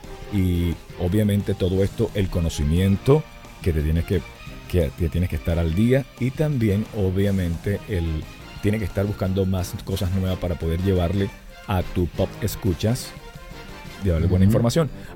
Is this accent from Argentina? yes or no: no; Venezuela; now in Mexico; Me pregunta que si soy venezolano porque tengo un acento raro, pero sí soy venezolano. es que el acento raro es por el tiempo acá, pero sí, soy venezolano.